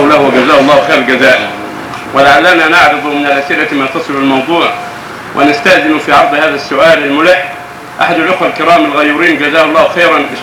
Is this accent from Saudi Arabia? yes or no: yes; Taif, Makkah Province, Saudi Arabia; أنا من الطائف ولي أرض زراعية وفيها حقق من عهد الأولين